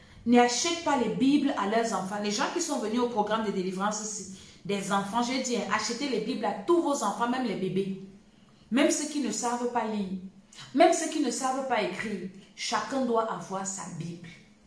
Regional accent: Cameroon; Chez nous, au Cameroun, on commence à te préparer le cuit.

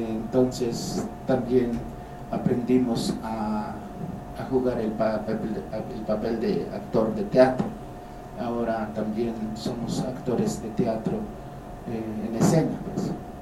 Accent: Zinacantán, Chiapas, Mexico; trabajó durante 40 años aquí en mi pueblo, que es Sinacantá

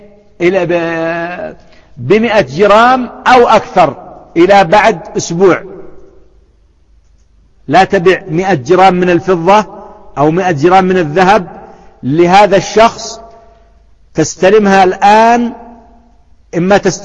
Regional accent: Yemen; وأيضا البر عندنا في اليمن ما زال يتفاوت

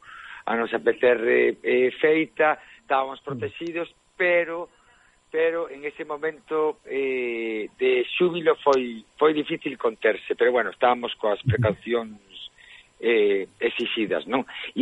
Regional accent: O Grove, Galicia, Spain; con xente do meu pobo, Grove, que é un pobo fermoso.

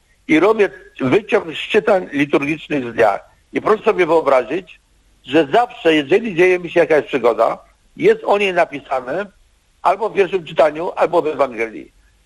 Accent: Kraków, Lesser Poland, Poland; A ja mówię, ja jestem z Krakowa, nie z Rzeszowa.

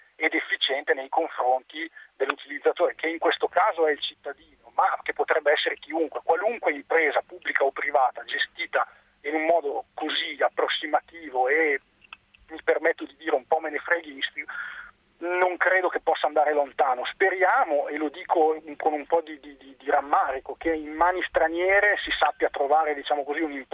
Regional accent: Lombardy, Italy; Io sono lombardo, sono a Modena adesso per motivi di lavoro

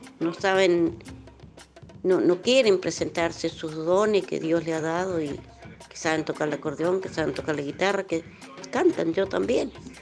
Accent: Argentina; Nosotros también somos gente y somos argentinos, somos ciudadanos

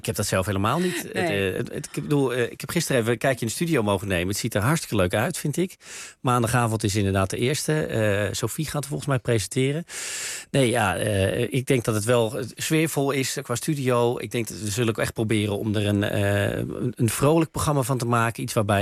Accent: Bussum, North Holland, Netherlands; Ik kom uit Bussum toevallig, maar wel aan de verkeerde kant van het spoor, zoals we in Bussum altijd zeiden. Dus ik kom inderdaad uit een doodgewone familie.

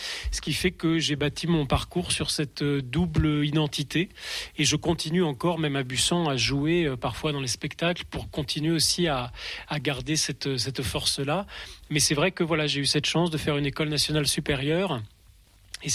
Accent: Nouvelle-Aquitaine, France; c'était à Limoges, moi j'ai grandi en Limousin

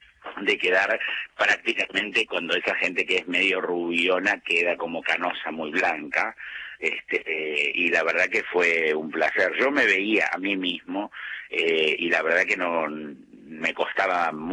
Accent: Argentina; Somos argentinos, somos totalmente diferentes y únicos.

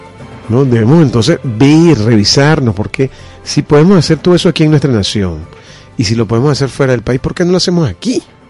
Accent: Venezuela; born there; nosotros nacimos aquí, en esta nación. Nacimos en Venezuela. No solamente somos venezolanos porque dice nuestra cédula que somos venezolanos, sino por el sentimiento que nos conecta con nuestra tierra.

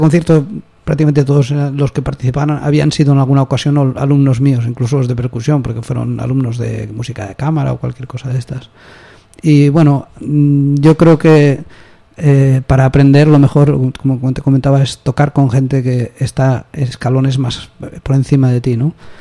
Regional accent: Valencia, Valencian Community, Spain; yo vengo de Valencia, las bandas se aprendía así

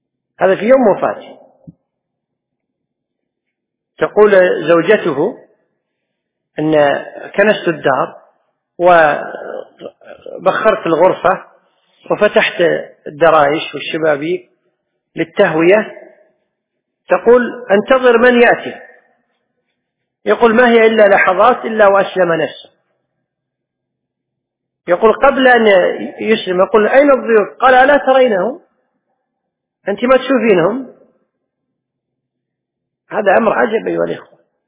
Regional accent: Kuwait; اللي حنا نسميها بالعامية عندنا بالكويت

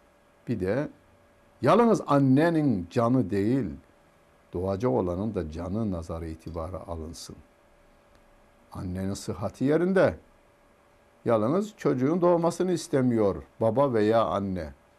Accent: Karaman, Turkey; Ben Karamanlıyım. Bizim köyümüz Karaman'ın elma ihtiyacını karşılardı.

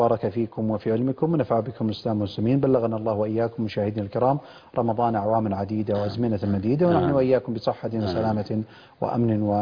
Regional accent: Saudi Arabia; نسأل الله عز وجل أن يحفظ بلادنا المملكة العربية السعودية

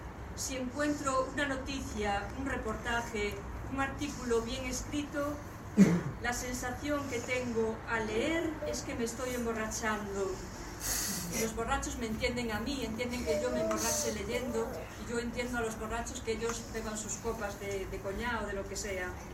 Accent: Galicia, Spain; porque vengo de un río, vengo de mi tierra, Galicia, y vengo a otra tierra en la que me siento un poco extraña porque yo no conozco mucho Madrid.

